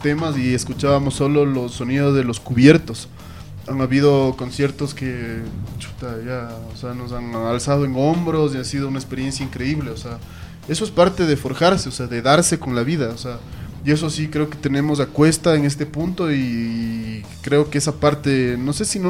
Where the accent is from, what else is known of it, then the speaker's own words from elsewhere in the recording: Ecuador; Lo triste para mí como ciudadano ecuatoriano es que todo el abanico infinito que representa la música se reduzca